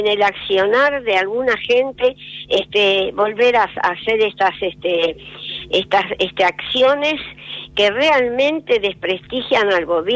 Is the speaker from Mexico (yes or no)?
no; Argentina; siento vergüenza como argentina